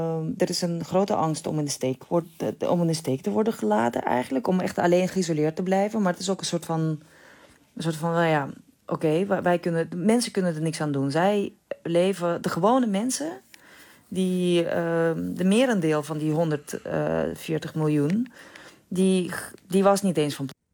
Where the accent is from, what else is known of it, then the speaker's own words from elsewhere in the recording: Russia; Dutch is a second language; now in Netherlands; Ik heb persoonlijk nog geen moeilijkheden gehad. Al moet ik zeggen dat ik ik in Nederland al heel lang woon. En ik spreek de taal.